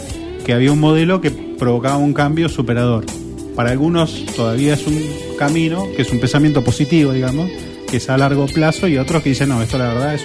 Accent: Argentina; Somos argentinos. Los argentinos pueden hacer cualquier cosa.

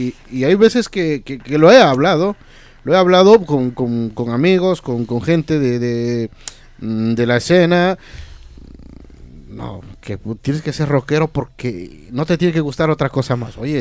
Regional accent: Ecuador; Yo soy de Ecuador, pues tengo que a los sanjuanitos o qué sé yo, al folclore.

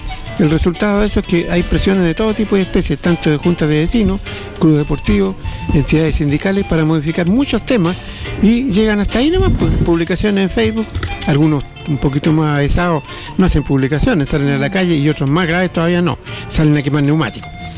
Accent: Teno, Maule, Chile; pertenezco a la región del Maule, que es la 7ª región del país, estamos cerca de Santiago, empieza justamente donde yo vivo, que es Teno

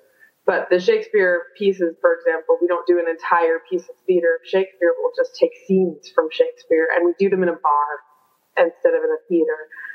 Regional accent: United States; now in Frankfurt, Germany; I am obviously an American. You can tell from my accent and from my language choice of the interview. I have been in Frankfurt since 2001, so that is coming up on 14 years.

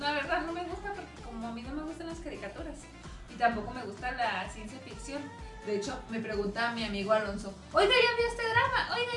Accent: El Salvador; El Salvador.

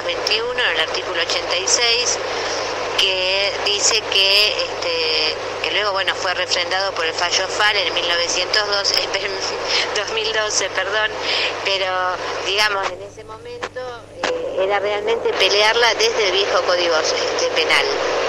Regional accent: Bahía Blanca, Buenos Aires Province, Argentina; Yo soy de Bahía Blanca … formo parte de la campaña por el aborto legal, seguro y gratuito en Bahía Blanca.

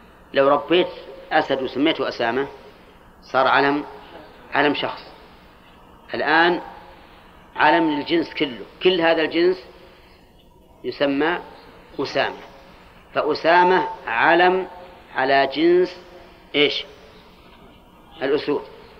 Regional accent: Al-Qassim, Saudi Arabia; أولاد علي أظن كنة عندنا في القصيم، ها لكلها القصيم أولاد علي

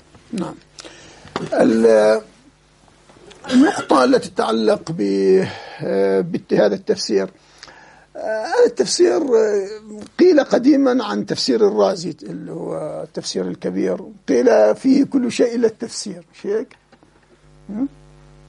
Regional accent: Jordan; عندنا في الأردن وفي غيرها

